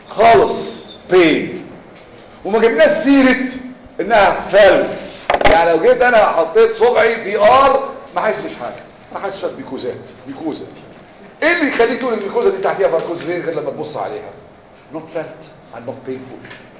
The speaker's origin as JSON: {"language": "Arabic", "country": "Egypt", "said": "يعني ما فيش انا واحد مصري وعالم"}